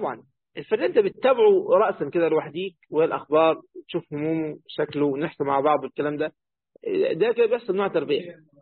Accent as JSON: {"language": "Arabic", "country": "Egypt", "said": "بس للأسف هي مشهورة عندنا في مصر بكده"}